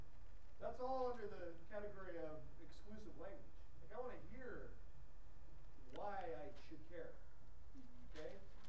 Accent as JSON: {"language": "English", "country": "Canada", "said": "we didn't speak Creole, except we spoke French by virtue of being Canadian"}